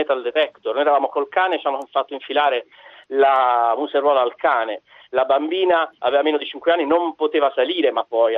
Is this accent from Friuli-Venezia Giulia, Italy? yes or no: no; Apulia, Italy; Genialata, io sono pugliese, andiamo al bar